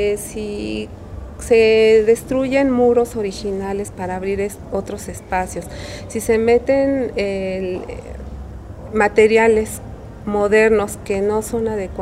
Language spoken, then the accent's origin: Spanish; Xochimilco, Mexico City, Mexico; yo soy oriunda de Xochimilco.